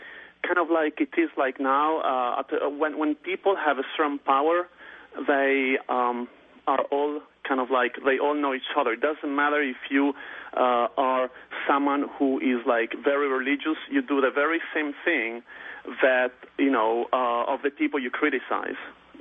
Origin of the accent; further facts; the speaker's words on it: Genoa, Liguria, Italy; I'm from Genoa. It's between Milan and Florence.